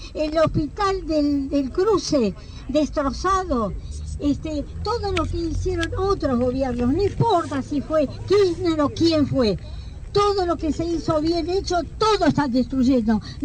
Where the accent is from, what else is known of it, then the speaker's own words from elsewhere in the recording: Argentina; esto es la indignación y la vergüenza como argentina